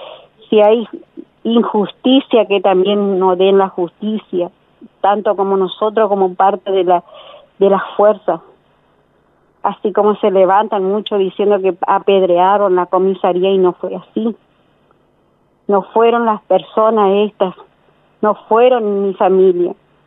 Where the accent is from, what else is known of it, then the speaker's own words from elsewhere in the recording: Resistencia, Chaco, Argentina; Nosotros somos de Resistencia, de Chaco.